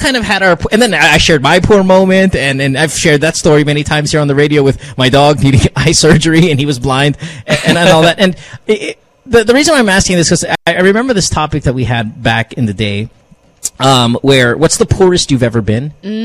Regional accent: Central Luzon, Philippines; when I was growing up in Bulacan.

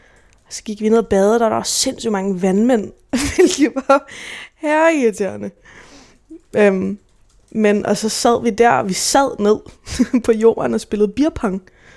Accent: Gentofte, Capital Region of Denmark, Denmark; born there; jeg blev født på Gentofte Hospital i 98, 24. juli 98

